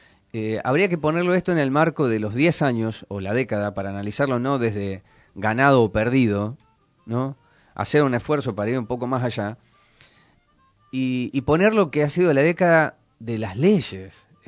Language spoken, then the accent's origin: Spanish; Córdoba, Argentina; moved away as an adult; yo soy cordobés de nacimiento, viví hasta los 25 años.